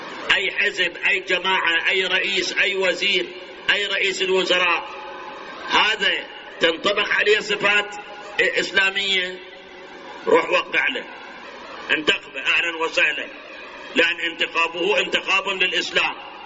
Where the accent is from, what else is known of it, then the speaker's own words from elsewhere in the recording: Iraq; هاي الاحزاب الآن كم حزب سياسي عندنا بالعراق؟